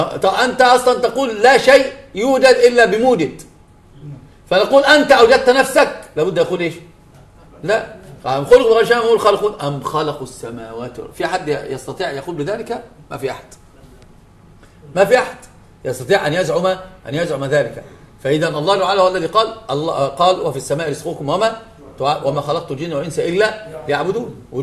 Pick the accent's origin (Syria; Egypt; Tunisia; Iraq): Egypt; الإلحاد انتشر كان في الجامعات عندنا في مصر شديد جدا